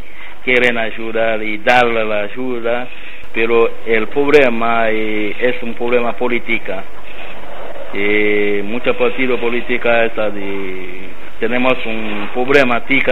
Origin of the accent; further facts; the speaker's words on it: Haiti; Spanish is a second language; es mi país, la verdad, pero puede ir a visitar en mi país, pero no vas a quedar en Haití